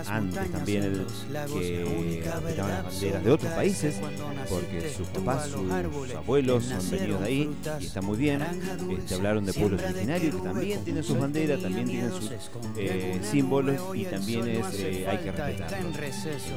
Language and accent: Spanish; Argentina; es lo que nos pasa como sociedad, como pueblo argentino en este caso, ¿sí?